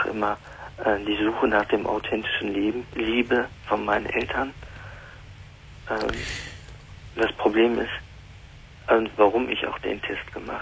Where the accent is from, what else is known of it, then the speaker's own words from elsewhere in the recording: Germany; in die türkische Kultur, aber auch in dem deutschen Kultur, wo ich aufgewachsen bin